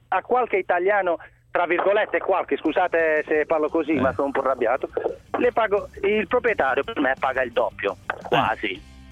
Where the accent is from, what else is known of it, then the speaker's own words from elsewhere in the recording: Albania; Io sono albanese.